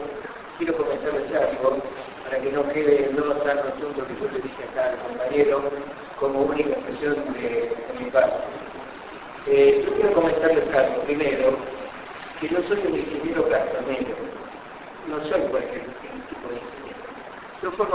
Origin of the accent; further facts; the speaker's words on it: La Matanza, Buenos Aires Province, Argentina; Todos nosotros, los que somos de La Matanza y los que no, pero que están transitando por este municipio